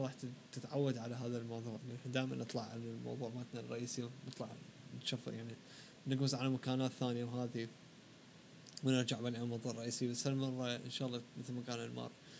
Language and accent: Arabic; Iraq; ممكن بالنسبة كعراقيين بالذات إنه نحن عراقيين